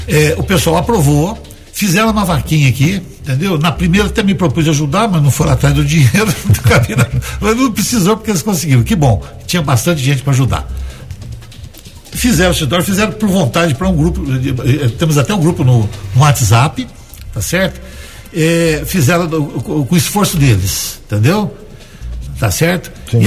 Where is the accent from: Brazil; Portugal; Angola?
Brazil; E sou brasileiro, eu acho o seguinte